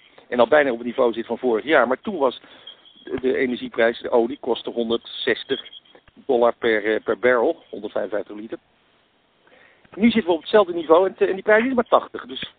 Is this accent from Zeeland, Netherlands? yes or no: no; Amsterdam, North Holland, Netherlands; Kijk, laat ik een voorbeeld geven. Ik kom uit Amsterdam